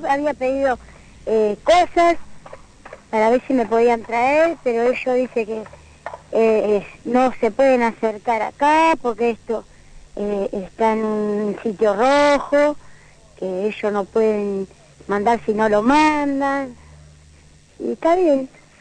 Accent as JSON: {"language": "Spanish", "country": "Argentina"}